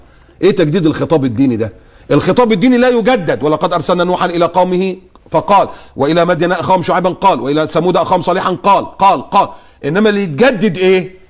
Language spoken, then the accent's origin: Arabic; Egypt; هو انا عشان مصر مولود في مصر ابقى بتاع مصر بس؟